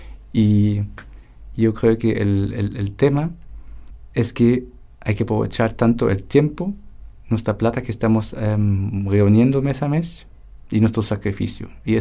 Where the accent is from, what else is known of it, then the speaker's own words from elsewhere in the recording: Germany; yo soy alemán